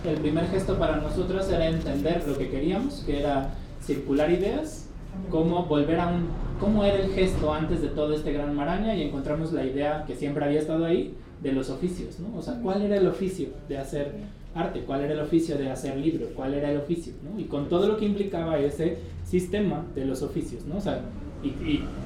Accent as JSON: {"language": "Spanish", "town": "Xochimilco", "region": "Mexico City", "country": "Mexico", "said": "nosotros somos del pueblo de Santiago Tepalcatlalpan, en Xochimilco"}